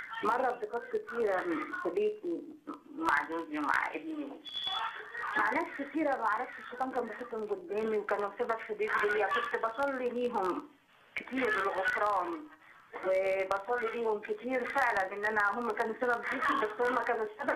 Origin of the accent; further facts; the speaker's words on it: Minya, Minya Governorate, Egypt; now in Asyut, Egypt; انا اصلا من المنيا من بلد الاخ نجيب.